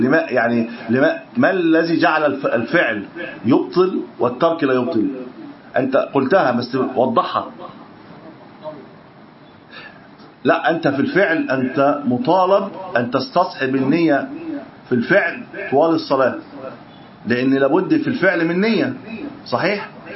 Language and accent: Arabic; Egypt; طبعا هي مش متحققه عندنا في مصر، لكن في البلد في اكثر من نقد